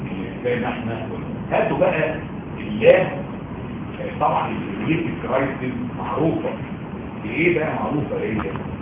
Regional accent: Egypt; انا راجل مصري

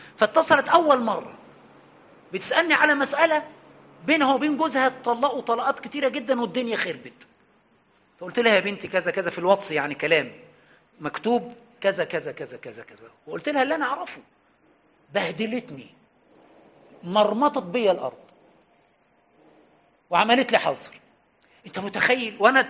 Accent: Egypt; وعندنا في مصر للأسف علقها في رقبة عالم وطلع سالم

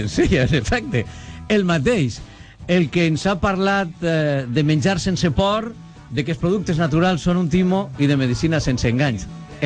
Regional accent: Valencian Community, Spain; Segur és morir-se, la manera de parlar que tenim en València.

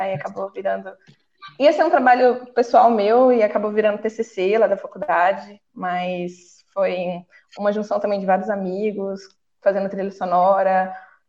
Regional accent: Minas Gerais, Brazil; now in São Paulo, Brazil; Eu sou mineirinha também.

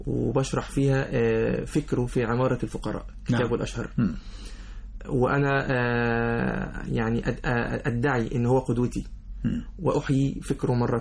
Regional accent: Alexandria, Alexandria Governorate, Egypt; born there; لأن أنا من مواليد اسكندرية بالمناسبة

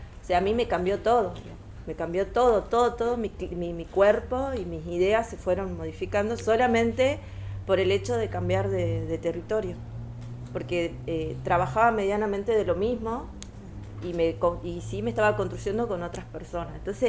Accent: Tucumán, Argentina; porque yo vengo de Tucumán, que todo es verde, todo es árbol, todo otra naturaleza

